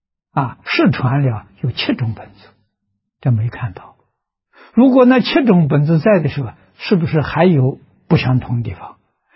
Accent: China; 我们中国人记载的啊

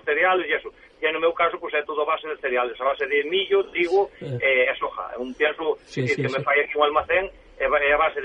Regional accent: Galicia, Spain; a ver, eu como galego tamén, a ver, Galicia cría non só ternera boa

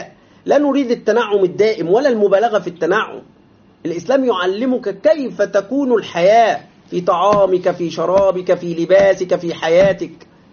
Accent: Egypt; ولذلك حتى إلى الآن عندنا في مصر بعض هذه الأماكن باسمها

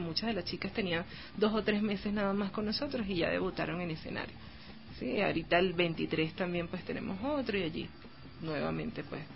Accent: Venezuela; en mi caso y en el caso de muchas chicas en Venezuela.

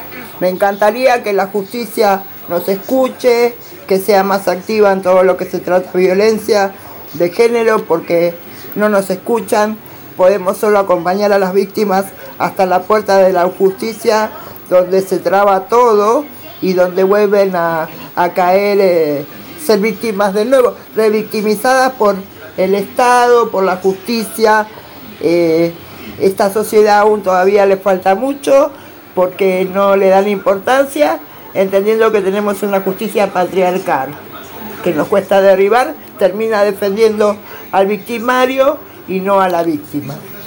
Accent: Argentina; soy de Argentina.

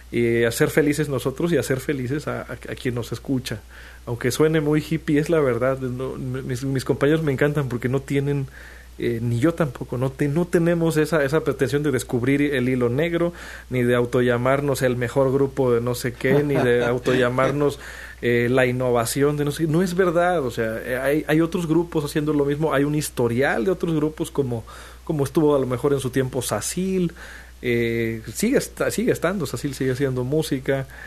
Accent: Mexico; como mexicanos de este tiempo también

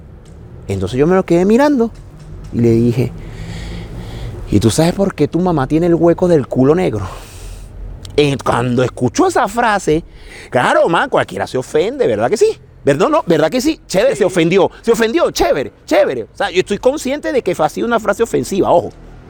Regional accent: Caracas, Capital District, Venezuela; moved away as an adult; now in Barcelona, Spain; soy de Venezuela, de Caracas, de un barrio que se llama Caricuao, y vivo aquí en Barcelona desde el año 2002.

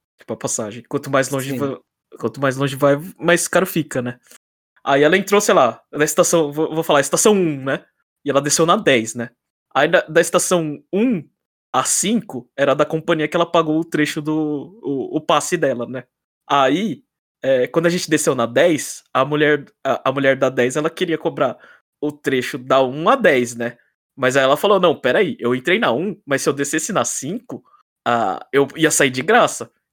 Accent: Brazil; tenho muita vergonha de falar as palavras em japonês, sendo que eu sou brasileiro, né?

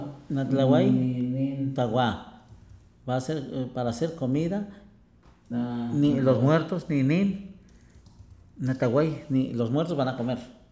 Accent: Papantla, Veracruz, Mexico; El día que vayas a mi pueblo, a Papantla, le va a entender, ¿eh?

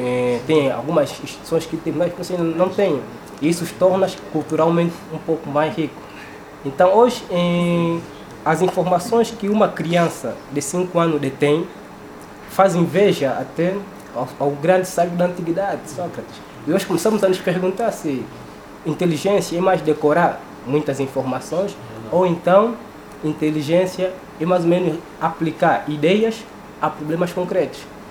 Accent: Angola; que estamos a receber nós como angolanos

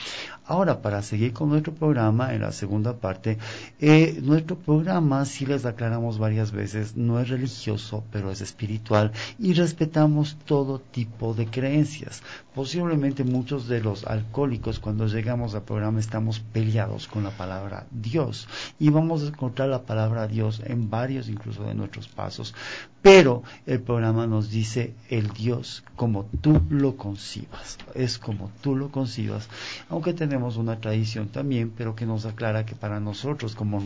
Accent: Ecuador; yo soy ecuatoriano

